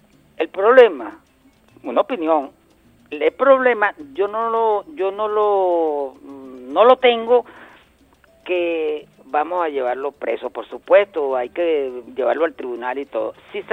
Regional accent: Venezuela; Yo, como venezolano, me dio pena.

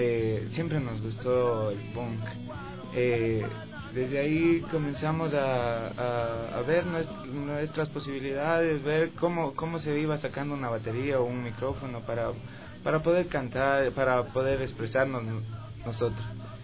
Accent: Calacalí, Pichincha, Ecuador; soy el vocalista de … orgullosamente somos de Calacalí

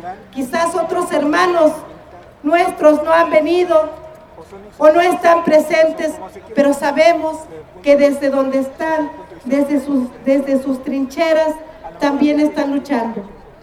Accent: Mexico; Es por eso que como mexicanos tenemos que unirnos.

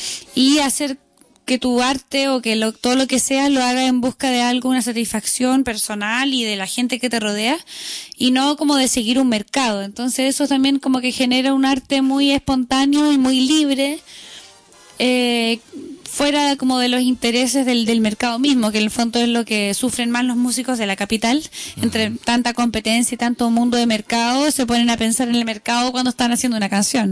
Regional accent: Valparaíso, Chile; yo soy de Valparaíso y estoy fuera de ese mundo

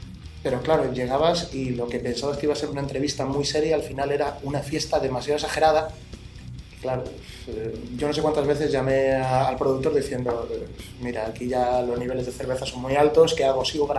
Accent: Torrelavega, Cantabria, Spain; O sea, soy de Torrelavega y me estás llamando de Madrid.

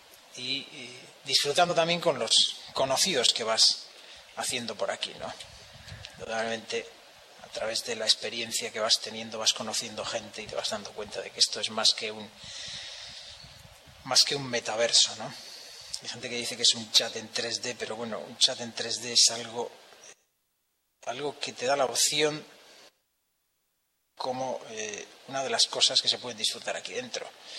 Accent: Spain; Yo entré en el 2008 soy de España.

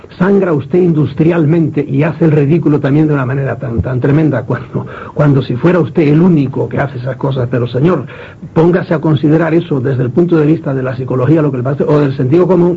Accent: Galicia, Spain; now in Madrid, Spain; Yo soy gallego y estoy en Madrid, ¿verdad? Y ahora pues soy madrileño, pero sigo siendo gallego

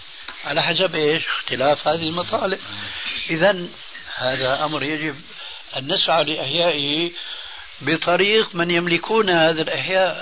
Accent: Damascus, Damascus Governorate, Syria; كما يقولون عندنا في الشام،

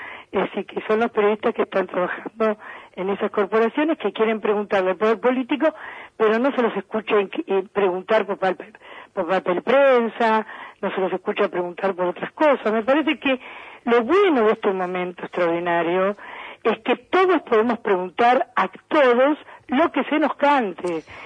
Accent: Boedo, Buenos Aires, Argentina; born there; yo nací en Buedo, y así que así son las cosas en nuestro, en nuestra querida ciudad.

